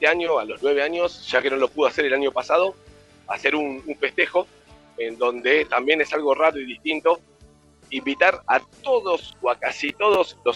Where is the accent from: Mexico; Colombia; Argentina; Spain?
Argentina; Buenos Aires; Yo soy de Capital Federal.